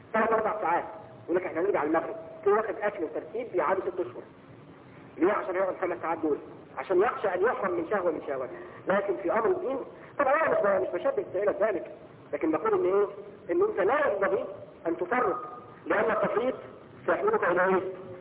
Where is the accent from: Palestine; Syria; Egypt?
Egypt; تعرفين ان في عيد عندنا في مصر هنا يوم 7 يناير